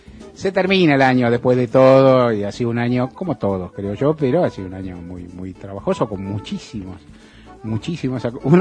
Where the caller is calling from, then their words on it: Palermo, Buenos Aires, Argentina; de Palermo, estoy llamando porque quiero saber si están en vivo o no